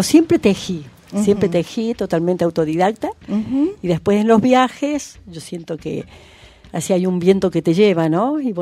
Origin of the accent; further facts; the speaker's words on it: Unquillo, Córdoba, Argentina; Yo me crié en Unquillo. En Unquillo, ahí un pueblito de la Sierra de Córdoba, mucho monte, ahí.